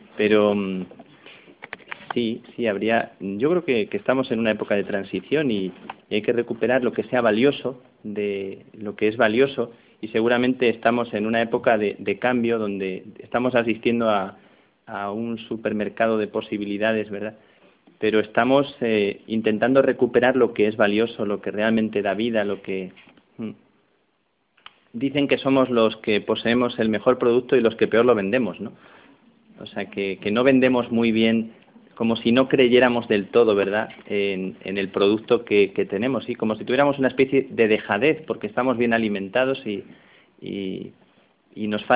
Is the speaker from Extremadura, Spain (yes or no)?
yes; Plasencia, Extremadura, Spain; las monjas de mi pueblo, que eran las carmelitas de Plasencia, yo soy de Plasencia